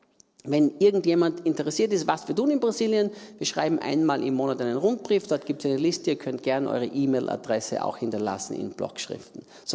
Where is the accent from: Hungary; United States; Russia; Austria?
Austria; Österreicher, in Österreich geboren und aufgewachsen, habe mein Leben vor 51 Jahren Jesus übergeben und diene Jesus jetzt seit 39 Jahren.